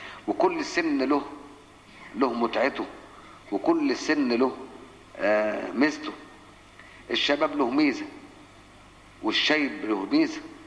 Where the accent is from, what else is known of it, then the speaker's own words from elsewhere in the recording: Egypt; والعادة بتاعت الناس عندنا في مصر